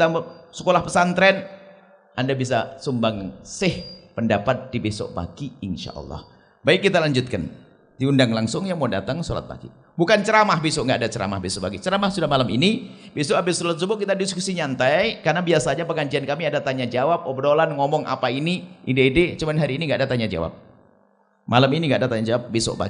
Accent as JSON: {"language": "Indonesian", "region": "East Java", "country": "Indonesia", "moved": "yes", "lives_now": "West Java, Indonesia", "said": "Saya itu dari Jawa Timur, hijrah ke Jawa Barat, dakwah kami di Jawa Barat."}